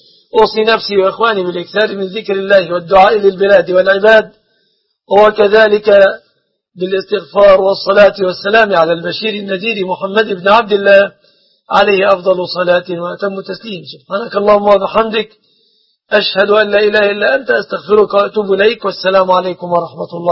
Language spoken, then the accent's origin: Arabic; Egypt; أسأل الله أن يحفظ بلادنا مصر